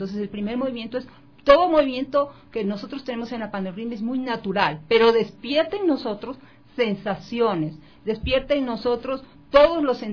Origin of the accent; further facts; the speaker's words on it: Guayaquil, Guayas, Ecuador; yo me crié en la costa, en Guayaquil, por eso considero que soy 100% producto ecuatoriano. Mis padres son de Quito y de Riobamba, mis abuelos son de Chone, entonces yo no puedo decir que no soy ecuatoriano, soy 100% ecuatoriano